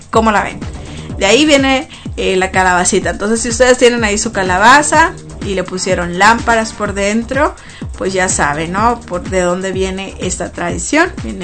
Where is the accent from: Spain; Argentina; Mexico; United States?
Mexico; Ya ven que todos los que somos mexicanos, el día 12 de noviembre, pues celebramos el Día de los Muertos